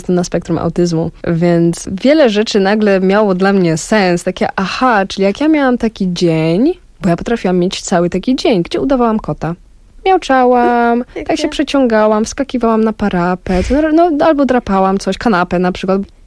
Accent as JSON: {"language": "Polish", "town": "Nicosia", "country": "Cyprus", "tie": "born or raised there", "said": "Pierwsze parę lat spędziłam w stolicy, więc tam dość tak, no, typowo śródziemnomorsko."}